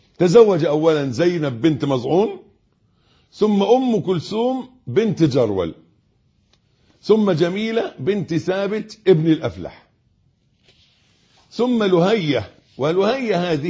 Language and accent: Arabic; Egypt; اللي إحنا بنقول عليه أبيض في عرفنا كمصريين